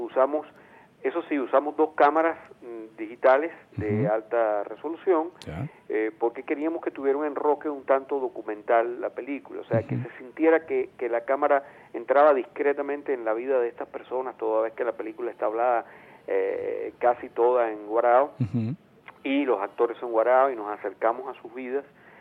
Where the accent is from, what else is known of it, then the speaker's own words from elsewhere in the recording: Venezuela; lo que somos los venezolanos